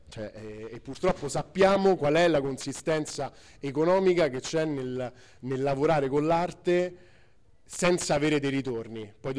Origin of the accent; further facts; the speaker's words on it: Rome, Lazio, Italy; io vengo da Roma